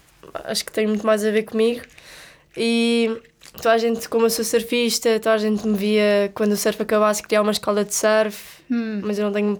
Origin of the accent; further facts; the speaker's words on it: Estoril, Lisbon, Portugal; tenho 22 anos, sou de Estoril